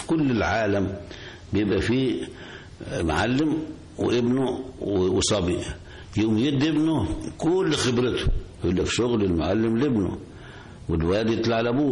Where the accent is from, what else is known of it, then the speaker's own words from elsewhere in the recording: Gharbia, Egypt; فيبقى انا من هولين مركز السنطة مدرية طنطا